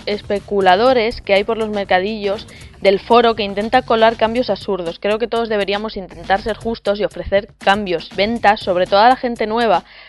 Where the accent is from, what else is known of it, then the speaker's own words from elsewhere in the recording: Alicante, Valencian Community, Spain; como alicantino que soy